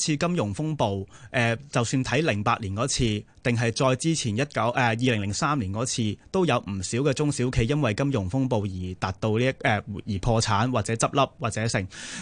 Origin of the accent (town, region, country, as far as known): Hong Kong